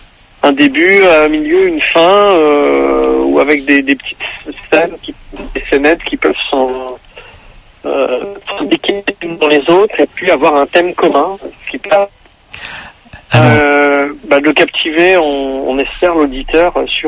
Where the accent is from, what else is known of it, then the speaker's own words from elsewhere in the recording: Nancy, Grand Est, France; On est originaire de Nancy, en Lorraine.